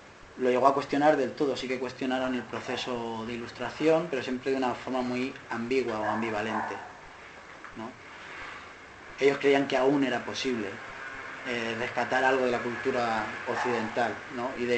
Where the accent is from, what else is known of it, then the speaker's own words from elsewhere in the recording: Alicante, Valencian Community, Spain; bueno, porque yo vengo de Alicante